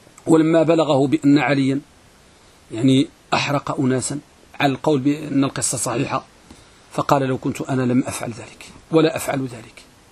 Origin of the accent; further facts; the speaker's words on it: Morocco; احنا عندنا في المغرب كنقولوا الحديث ملقم،